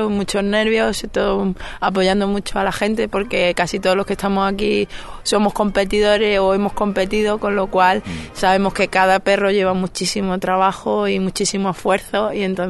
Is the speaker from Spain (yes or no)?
yes; Andalusia, Spain; yo soy malagueña